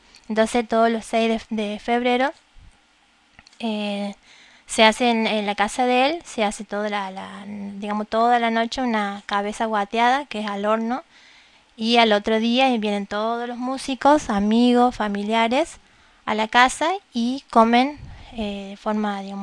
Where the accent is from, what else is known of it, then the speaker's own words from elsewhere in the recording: Jujuy, Argentina; yo soy jujeña